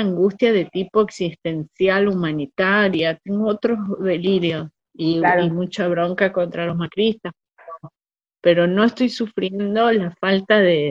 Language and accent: Spanish; Argentina; yo ya sí sentí que soy argentina, que puedo arriesgarme por el país, que lo sentí, soy de este país.